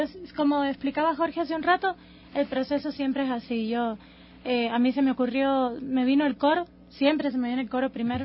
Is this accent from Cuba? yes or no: yes; Cuba; moved away; Cuando yo vine de Cuba, me sorprendió mucho es la manía de quejarse que vi aquí